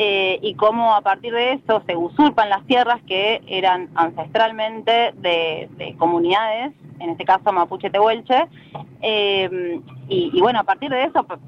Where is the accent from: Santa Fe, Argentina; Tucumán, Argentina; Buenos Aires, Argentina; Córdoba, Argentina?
Buenos Aires, Argentina; nosotros somos activistas socioambientales, antiextractivistas, somos de Buenos Aires